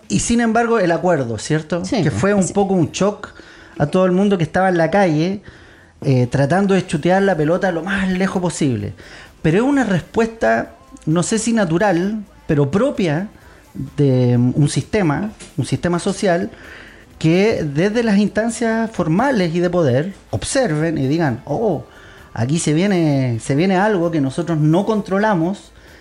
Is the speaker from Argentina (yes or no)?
no; Chile; lo que éramos los, o somos los chilenos